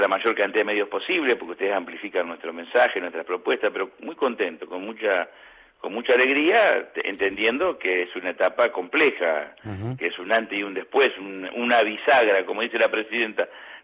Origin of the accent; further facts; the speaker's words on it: Río Negro, Argentina; yo soy oriundo de Río Negro, mi mamá vive en Viedma, mis hermanos, sobrinos